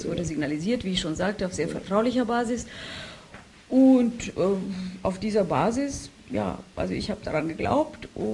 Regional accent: Romania; war meine Heimatstadt Rumänien, in Rumänien europäische Kulturhauptstadt.

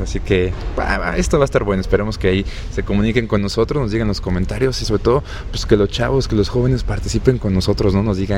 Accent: Mexico City, Mexico; no tengo un acento europeo, ¿verdad? nosotros venimos del Distrito Federal

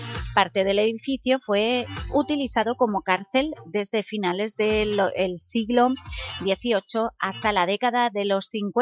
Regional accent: Elche, Valencian Community, Spain; born there; porque yo soy nacida en Elche

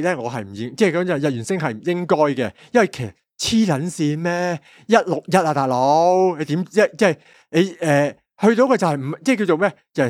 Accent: Hong Kong; 只不过我哋香港人唔觉嘅咋

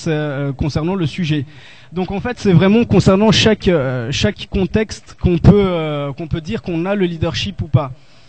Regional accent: Brazil; je suis brésilien

